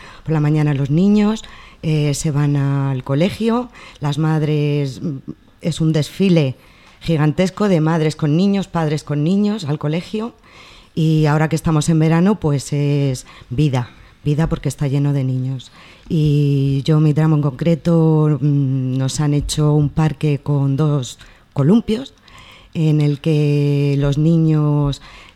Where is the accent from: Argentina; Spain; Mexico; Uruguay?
Spain; mis vecinos, la mayoría somos españoles, rumanos y magrebís.